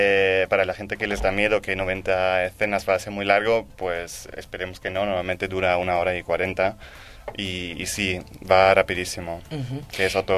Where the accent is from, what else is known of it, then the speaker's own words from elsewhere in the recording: Germany; Spanish is a second language; moved away as an adult; now in Madrid, Spain; Sí, yo soy alemán.